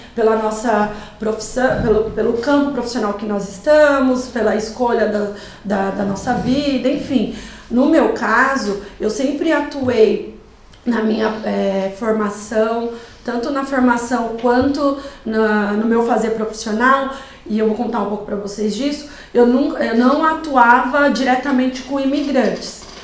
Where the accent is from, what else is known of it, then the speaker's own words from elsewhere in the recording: Brazil; nós que somos brasileiros, né? Alguns alunos aqui, né? A professora Rosana também, né?